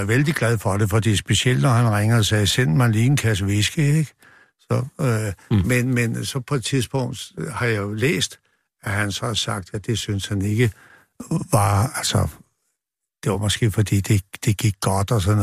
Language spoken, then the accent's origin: Danish; Copenhagen, Capital Region of Denmark, Denmark; og jeg kommer fra Nørrebro